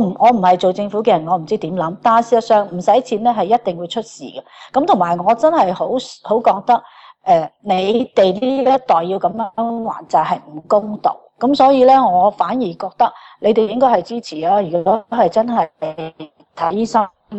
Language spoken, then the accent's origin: Cantonese; Australia; 即係我哋澳洲人可能可以係俾多20% 或者買貴少少都我哋願意